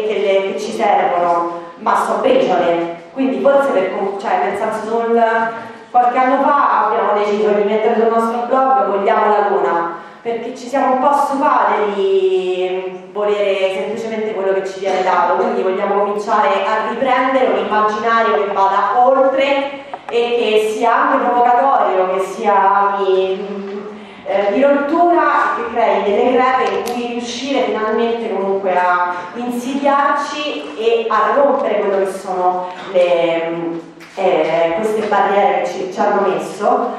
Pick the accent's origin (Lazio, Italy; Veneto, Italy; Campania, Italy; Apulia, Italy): Lazio, Italy; Rome; perché vengo da Roma, mi sono laureata qualche anno fa